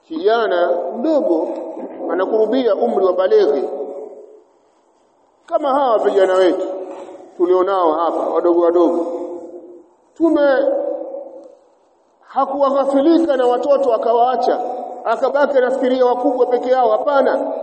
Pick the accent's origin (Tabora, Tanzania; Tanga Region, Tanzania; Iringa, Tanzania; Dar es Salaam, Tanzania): Tabora, Tanzania; Yupo shekhe mmoja alifika kaburini kule kwetu Tabora.